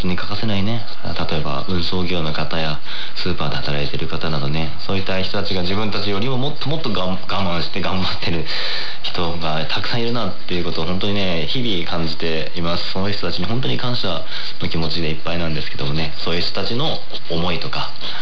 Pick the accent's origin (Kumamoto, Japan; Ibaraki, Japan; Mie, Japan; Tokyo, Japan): Kumamoto, Japan; ビデオ通話などで地元の両親ですね、僕は熊本出身なんですけどもね